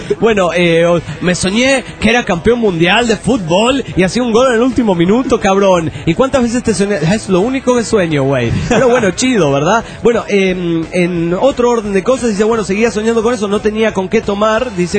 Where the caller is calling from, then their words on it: Calchaquí, Santa Fe, Argentina; de Calchaquí, Argentina.